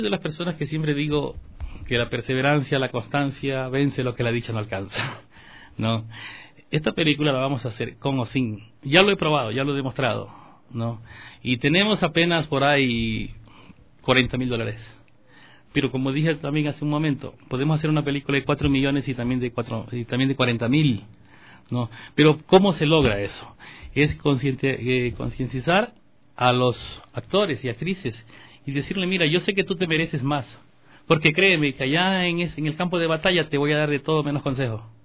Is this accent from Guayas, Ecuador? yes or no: no; Manabí, Ecuador; luego vamos a grabar algo en Manabí, no voy a olvidar mi tierra